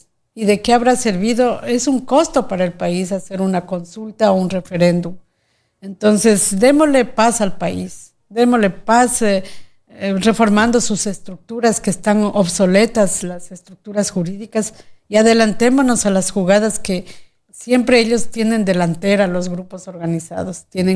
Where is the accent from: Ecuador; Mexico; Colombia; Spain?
Ecuador; sino porque como ecuatorianos queremos decir basta a tanto atropello